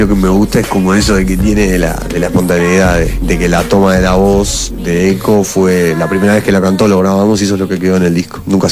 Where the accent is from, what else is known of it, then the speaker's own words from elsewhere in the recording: Montevideo, Uruguay; born there; Yo nací en Montevideo, acá en Uruguay.